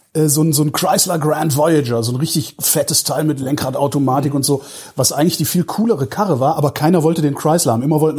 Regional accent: Cologne, North Rhine-Westphalia, Germany; born there; als ich komme aus Köln gebürtig

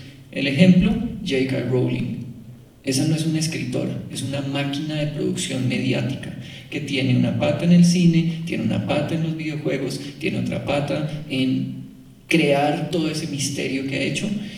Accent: Colombia; Y crecimos como colombianos creyendo que eso era el gran patrimonio nuestro.

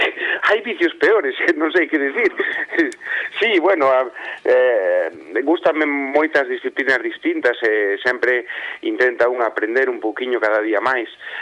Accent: Galicia, Spain; born there; eu dixen que nacín en Galicia

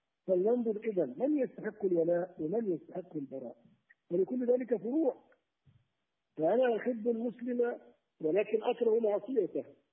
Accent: Algeria; أنا كمسلم، مثلا أنا مواطن جزائري

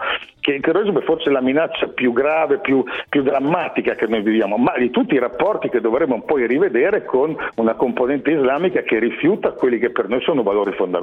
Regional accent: Emilia-Romagna, Italy; io sono emiliano, nelle fonderie in zona, nella zona di Reggio Emilia

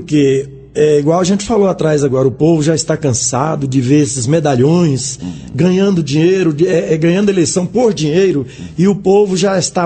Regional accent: Goiás, Brazil; Eu sou do Goiás, o meu pai foi vereador, o meu tio foi prefeito

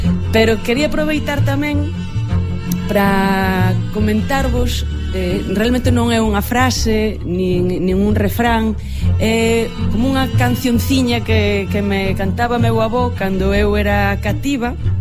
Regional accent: Muxía, Galicia, Spain; also born or lived in Corcubión; Eu son da Costa da Morte, crieime na Costa da Morte, en concreto en Muxía, en Corcubión tamén, unha das zonas máis bonitas e máis bravas de Galicia.

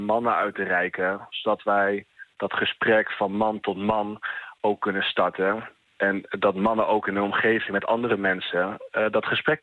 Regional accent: Overijssel, Netherlands; Nee, ik kom zelf uit Twente. Ja, als Twentenaar, dan wil je toch graag luchtig houden.

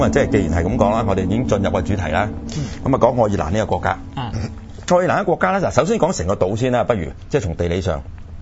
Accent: Hong Kong; 咁啊，對於我哋香港人嚟講咧。台灣好似好大噶嘛

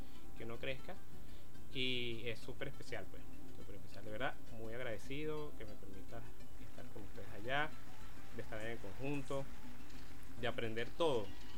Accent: Venezuela; para entender lo que somos como venezolanos, ¿no?

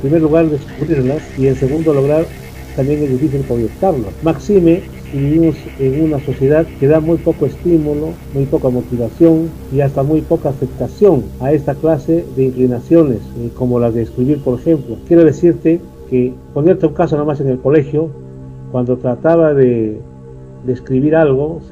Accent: Cajamarca, Peru; yo nací y radico en Cajamarca. Soy de las personas que es muy difícil de moverse.

